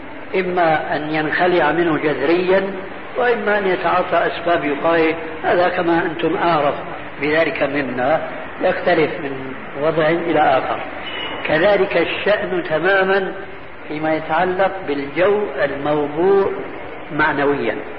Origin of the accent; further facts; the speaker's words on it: Syria; هو يعيش في بعض البلاد عندنا في سوريا